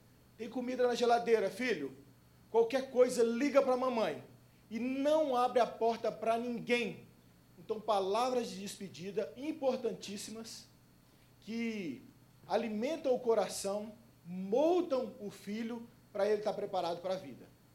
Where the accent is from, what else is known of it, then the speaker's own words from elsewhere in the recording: Brasília, Federal District, Brazil; also born or lived in Goiânia; Eu sou nascido em Goiânia e criado em Brasília.